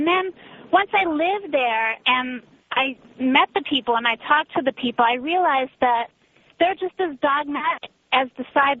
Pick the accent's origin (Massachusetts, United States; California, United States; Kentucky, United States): California, United States; Los Angeles; also born or lived in Berkeley; Well, you know, I'm from here. I'm from Los Angeles, but I lived in Berkeley for 3 years.